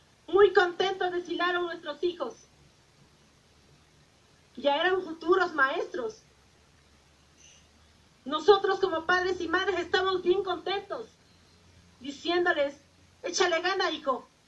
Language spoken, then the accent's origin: Spanish; Tixtla, Guerrero, Mexico; Yo soy originaria de Tizca de Guerrero.